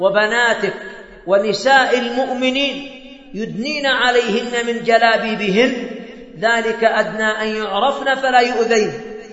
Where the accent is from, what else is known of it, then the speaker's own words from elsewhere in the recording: Yemen; أظن أن أنكد الزواج هو عندنا في اليمن، أن أنكد الزواج عندنا في اليمن